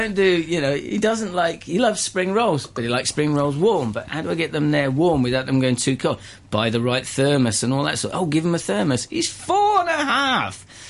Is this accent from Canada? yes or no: no; England, United Kingdom; I was born and bred in England. I am English. My father was... his father is from Cyprus. He's Greek. Greek Cypriot.